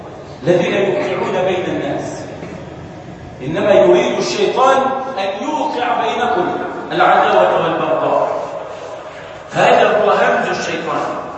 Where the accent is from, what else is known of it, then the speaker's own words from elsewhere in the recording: Egypt; أصلح هذا بلدنا مصر وسائر بلاد